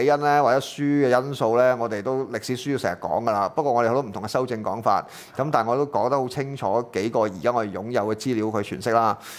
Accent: Guangdong, China; 就所以點解我係廣東人啦嚇？

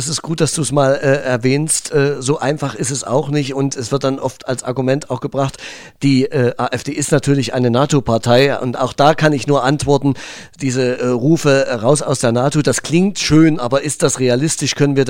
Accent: Thuringia, Germany; Jetzt kommen wir zu meinem Heimatland Thüringen.

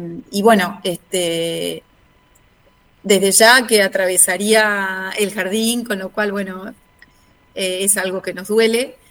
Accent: Núñez, Buenos Aires, Argentina; En realidad somos de Núñez, porque Saavedra es un poquito más vecinos.

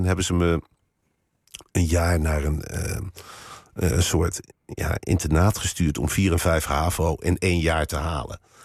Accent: Arnhem, Gelderland, Netherlands; ik ben ook Arnhemmer, zo voel ik me. Ja. En ik zat in Arnhem op school. En we hadden vroeger tegenover het Vitesse stadion gewoond, mijn ouders.

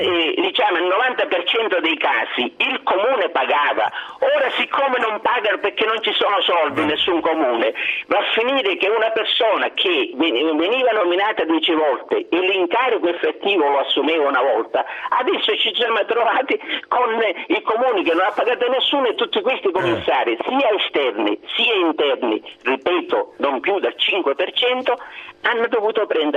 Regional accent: Comiso, Sicily, Italy; io non so se lei ha sentito parlare del mio paese, Comiso.

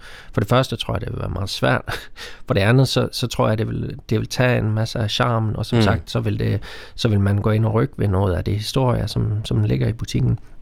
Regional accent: Sweden; Danish is a second language; now in Denmark; fordi jeg er oprindelig fra Sverige nemlig

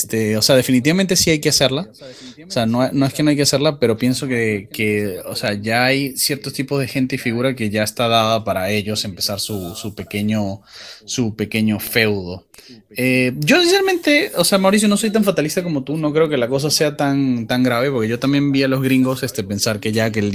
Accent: Venezuela; now in Peru; Yo, la verdad, me da risa que vengo de Venezuela y empieza a pasar lo mismo aquí

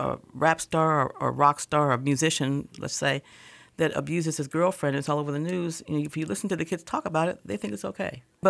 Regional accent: United States; I think that we are, as an American society, and I can't speak for, you know, I can't really speak beyond Michigan, but I think as an American society, we are very, very free.

